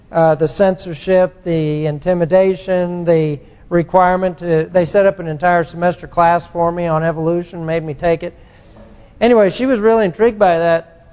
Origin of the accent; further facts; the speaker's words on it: California, United States; Turns out she grew up just half a mile from where I grew up in California, in the canyon there.